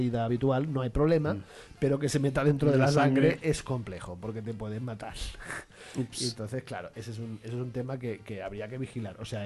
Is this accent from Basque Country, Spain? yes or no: no; Catalonia, Spain; Yo soy catalán